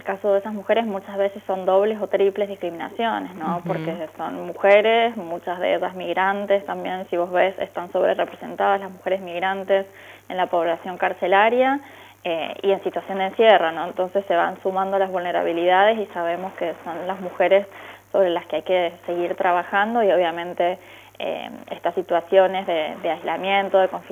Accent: Mendoza, Argentina; siempre encantada de colaborar con Mendoza, mi tierra natal.

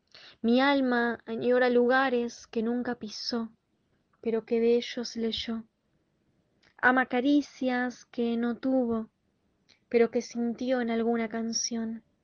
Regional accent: Buenos Aires, Argentina; tengo 23 años y soy de Buenos Aires.

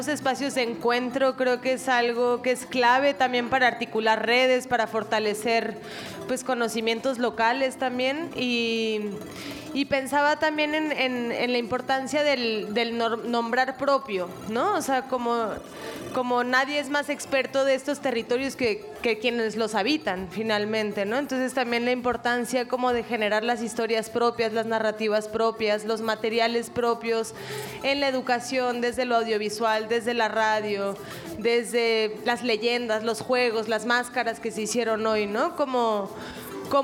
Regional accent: Mexico; Pues yo no soy de por acá, yo soy de México

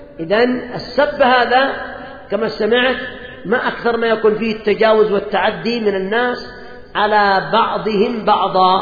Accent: Yemen; خصوصا عندنا في اليمن، وذلك لأن كثيرا من اليمنيين قد ابتلاهم الله بالقات

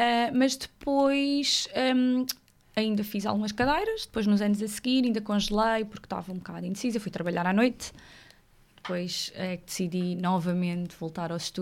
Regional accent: Évora, Alentejo, Portugal; moved away as an adult; now in Lisbon, Portugal; Eu sou natural de Évora, Alentejo. Sou alentejanita. Vim estar para Lisboa com 19.

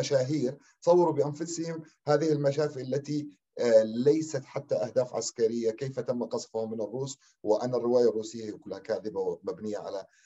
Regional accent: Syria; ونحن كسوريين

